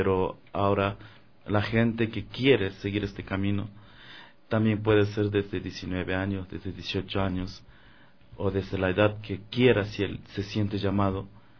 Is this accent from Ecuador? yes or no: yes; Morona Santiago, Ecuador; mi pueblo originario de la comunidad Shuar de Morona, Santiago. Soy un ser muy joven en el camino, he estado mucho tiempo recorriendo el mundo entero, pero en este tiempo estoy acá en Ecuador